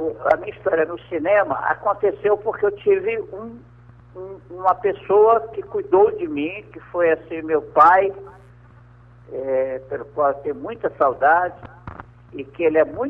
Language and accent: Portuguese; São Luís, Maranhão, Brazil; Bom, eu sou de São Luís do Maranhão, e eu sou de uma família bem conhecida há muito tempo lá em São Luís.